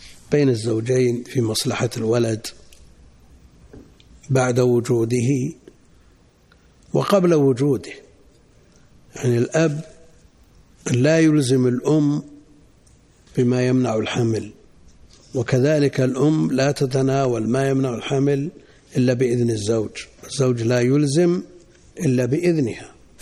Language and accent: Arabic; Najd, Saudi Arabia; وهذا مستفيض عندنا في نجد، ويمكن في الحجاز